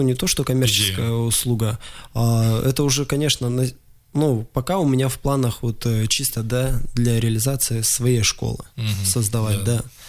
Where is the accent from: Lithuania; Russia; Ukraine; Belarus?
Russia; Krasnoyarsk Krai; Я сейчас планирую построить, откуда я родом, да, с курорта озера Учум, построить там спортивную базу